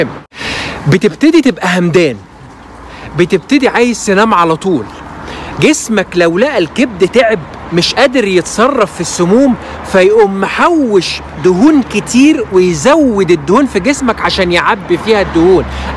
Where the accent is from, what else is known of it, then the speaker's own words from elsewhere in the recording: Egypt; احنا عندنا في مصر بنسميه فجل